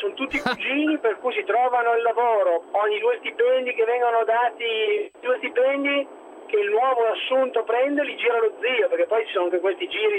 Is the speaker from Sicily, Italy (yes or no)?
no; Milan, Lombardy, Italy; sono di Milano, milanese